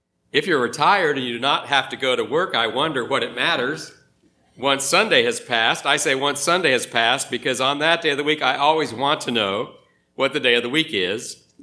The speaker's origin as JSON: {"language": "English", "region": "Ohio", "country": "United States", "tie": "born or raised there", "said": "spent an extended weekend in my home state of Ohio was 6 years ago, the last summer of my dad's life."}